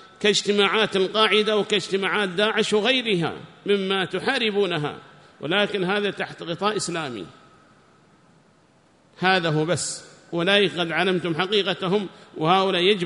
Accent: Hadhramaut, Yemen; عندنا في حضرموت كنا نتعلم هذه الألفاظ وما ندري ما المقصود منها

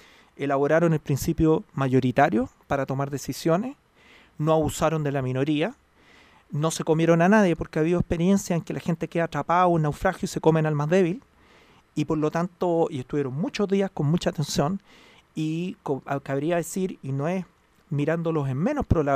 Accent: Chile; eso implica que somos todos chilenos, todos estamos remando

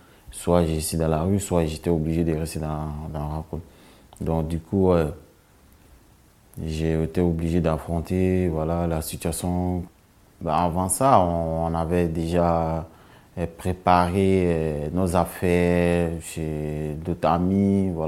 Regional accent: Côte d’Ivoire; moved away as an adult; now in France; je viens de la Côte d'Ivoire, j'ai 22 ans. Je suis arrivé en France dans le mois d'avril 2018.

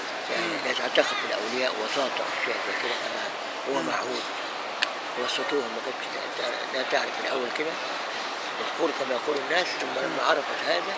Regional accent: Egypt; moved away; الشيخ الألباني كان بيجي عندنا في مصر وزارني في البيت.

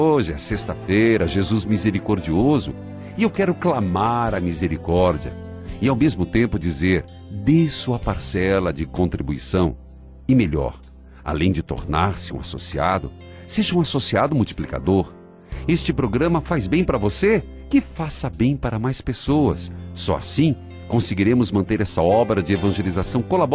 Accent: Paraíso do Norte, Paraná, Brazil; lá na minha cidade, Paraíso do Norte.

